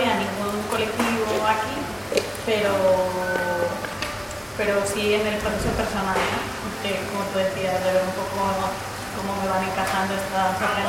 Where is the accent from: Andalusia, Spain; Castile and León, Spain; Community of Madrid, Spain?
Community of Madrid, Spain; Madrid; soy de Madrid, llevo escribiendo solo pues, un año y medio, un poco más.